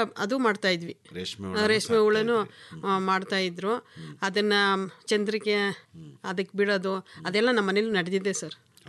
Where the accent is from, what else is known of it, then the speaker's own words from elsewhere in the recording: Binaknalli, Karnataka, India; also born or lived in T Narasipur; ಅಂದರೆ ನಮ್ಮೂರು ಬಿನಿಕ್ನಳ್ಳಿಗೂ ಮತ್ತು ಟಿ ನರಸೀಪುರಕ್ಕೂ 3 ಕಿಲೋಮೀಟ್ರ್ ಸರ್.